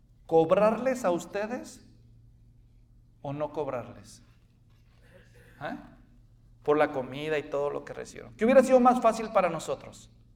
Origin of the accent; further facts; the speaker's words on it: Guadalajara, Jalisco, Mexico; En Guadalajara, de donde yo soy